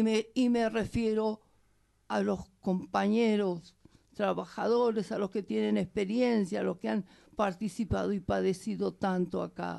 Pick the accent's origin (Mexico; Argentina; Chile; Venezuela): Argentina; Nos criamos, los argentinos, y yo soy argentina, pero me siento bolivariana y latinoamericana.